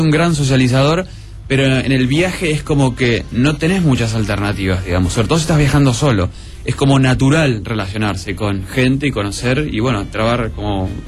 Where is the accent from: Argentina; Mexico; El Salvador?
Argentina; de Argentina, soy mago.